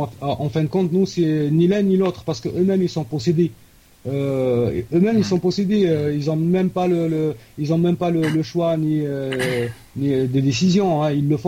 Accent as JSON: {"language": "French", "country": "Algeria", "said": "C'est mon opinion en tant qu'Algérien."}